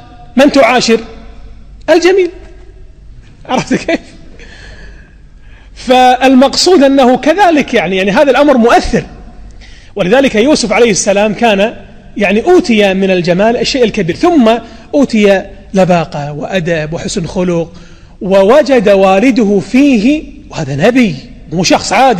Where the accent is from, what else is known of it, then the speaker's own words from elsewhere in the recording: Kuwait; التعليم السيء عندنا في الكويت الذي يقتل المواهب ويقتل الإبداعات